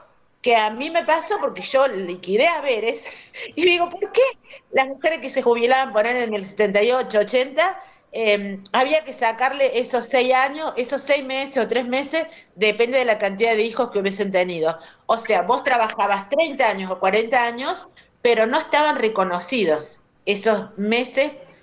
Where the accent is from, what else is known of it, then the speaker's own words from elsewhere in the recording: Córdoba, Argentina; de Córdoba.